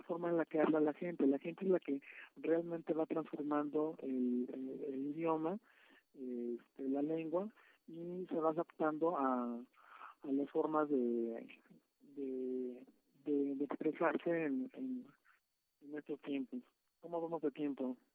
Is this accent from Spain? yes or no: no; Mexico; first language Spanish